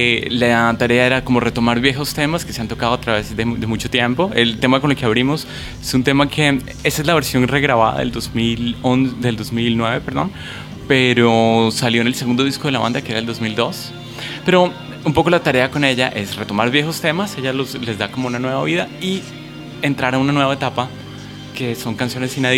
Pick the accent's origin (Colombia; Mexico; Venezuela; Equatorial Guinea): Colombia; now in Buenos Aires, Argentina; yo soy colombiano